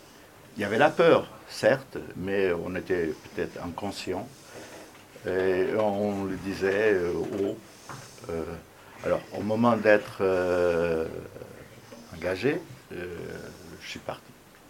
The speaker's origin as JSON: {"language": "French", "region": "Setúbal", "country": "Portugal", "also_born_or_lived": "Angola", "moved": "yes", "said": "Moi, je viens de Setúbal, c'est une ville industrielle au sud de Lisbonne, au bord de la mer."}